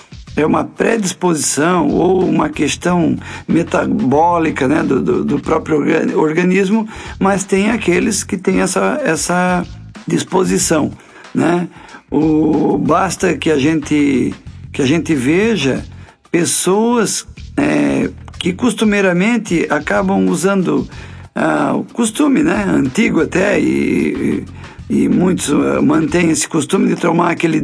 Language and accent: Portuguese; Balneário Piçarras, Santa Catarina, Brazil; Eu sou nascido e criado aqui em Balneário Piçarras, né?